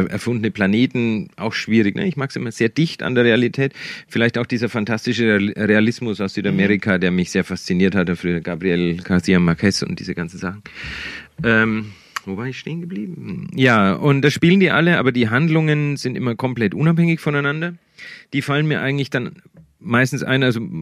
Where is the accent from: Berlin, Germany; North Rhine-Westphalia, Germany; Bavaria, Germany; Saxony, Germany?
Bavaria, Germany; Die spielen alle in der Gegend, alle in den Dörfern, wo ich groß geworden bin.